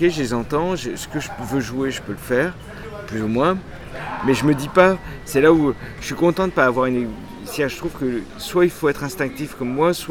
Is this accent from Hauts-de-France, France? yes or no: no; Bastia, Corsica, France; born there; Je suis né en Corse.